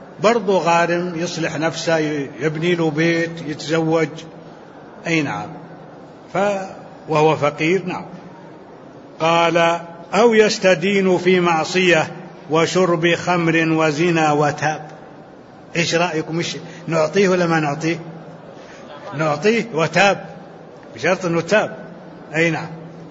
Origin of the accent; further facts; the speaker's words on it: Libya; أنا من ليبيا.